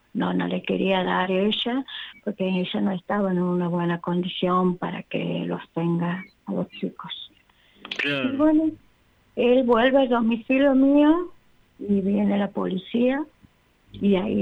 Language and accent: Spanish; Santiago del Estero, Argentina; soy de Santiago del Estero, capital.